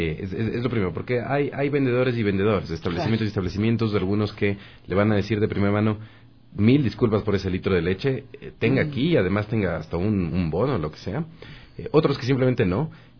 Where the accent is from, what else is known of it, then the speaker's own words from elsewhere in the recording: Ecuador; Nosotros sí tenemos, como ecuatorianos, la posibilidad de reclamar un servicio de calidad y devolver los productos.